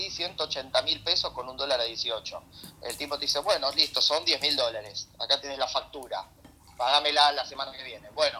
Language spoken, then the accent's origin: Spanish; Argentina; somos argentinos